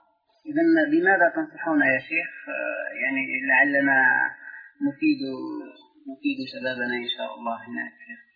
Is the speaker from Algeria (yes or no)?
yes; Algeria; هذا كلام سائر عندنا في الجزائر.